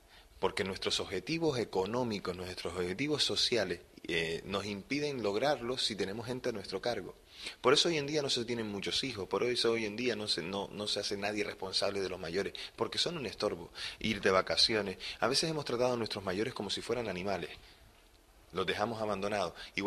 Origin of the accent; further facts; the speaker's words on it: Canary Islands, Spain; estamos muy unidos a esta isla, a esta tierra, porque somos canarios, aunque estamos mucho tiempo ya afuera en la península, pero somos canarios.